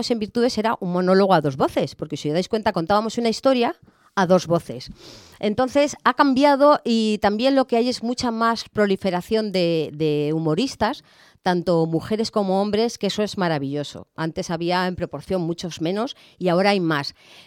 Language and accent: Spanish; Madrid, Community of Madrid, Spain; also born or lived in Alicante; a los 2 o 3 meses ya volví a Madrid. O sea que realmente fue como que yo quería nacer en el Mediterráneo, en Alicante, y aunque luego pues mi vida fue en Madrid, más concretamente en el barrio de Estrecho.